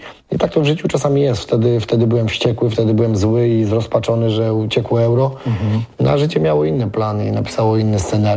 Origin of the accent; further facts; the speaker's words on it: Płock, Masovian Voivodeship, Poland; Tak, tu Słupno-Płock, bo można powiedzieć, że w Płocku byłem urodzony i wychowany